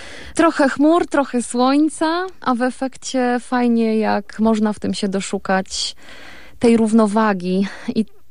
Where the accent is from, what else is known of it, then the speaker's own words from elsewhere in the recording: Rabka, Lesser Poland, Poland; Tak, jesteśmy góralami. Mieszkamy na pograniczu Gorców. Czasami mówi się, że to jest zielone Podhale, więc to trochę tak. Mój obecny partner życiowy i moja miłość uświadomił mi, że jestem zagórzanką, tak jak Justyna Kowalczyk